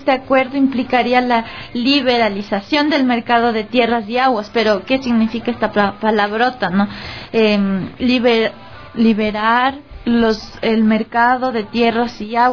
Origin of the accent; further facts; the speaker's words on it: Ecuador; jóvenes, mujeres, hombres de las ciudades, pero como ecuatorianos